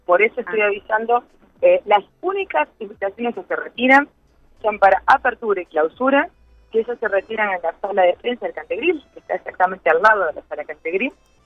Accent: Uruguay; como somos los uruguayos, sin presionar y acosar a las felicidades

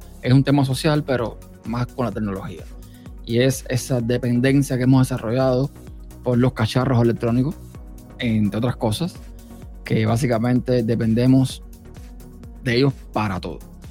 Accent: Cuba; yo nací en un país desconectado completamente del mundo, Cuba, para el que no sepa. Si es que mi acento no se nota, yo soy cubano. Nací en un país desconectado prácticamente del mundo.

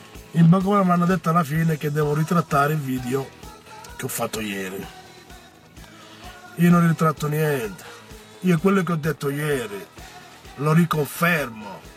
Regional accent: Cutro, Calabria, Italy; io sono di Cutro e non mi vendo

